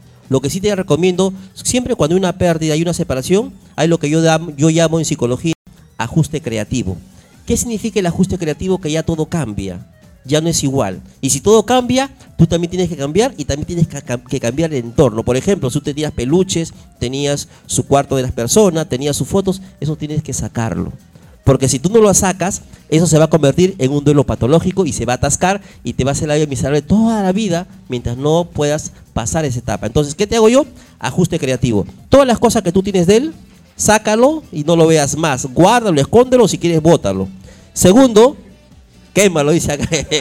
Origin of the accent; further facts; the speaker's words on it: Callao, Peru; yo nací en el Callao, yo nací en Los Barracones, acá en Carrió Albornoz.